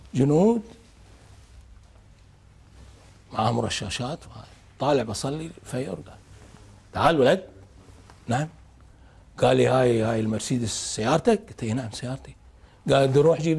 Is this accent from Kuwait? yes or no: yes; Kuwait; أشو ردت ديرتنا طلبنا أي بلد يتعرض لما تعرضت له الكويت لازم تشكل لجنة تحقق في الموضوع